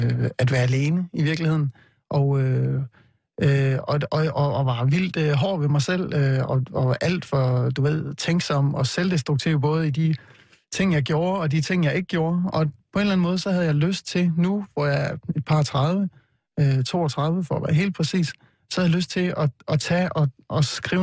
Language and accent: Danish; Vejle, Region of Southern Denmark, Denmark; Jeg kommer jo fra Vejle, hvor jeg voksede op